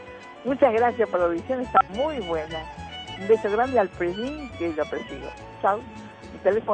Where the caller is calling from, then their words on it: Buenos Aires, Argentina; de Agronomía.